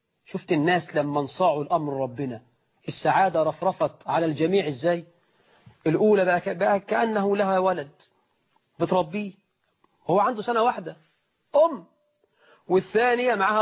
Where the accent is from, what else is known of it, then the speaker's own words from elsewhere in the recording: Egypt; احنا في الريف عندنا في مصر وفي الصعيد